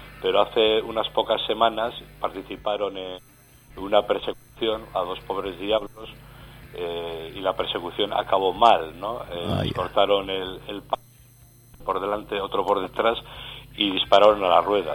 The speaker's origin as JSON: {"language": "Spanish", "town": "Bilbao", "region": "Basque Country", "country": "Spain", "said": "yo soy de Bilbao, soy de Deusto, pero vivo en Repélega desde hace ya 3 años."}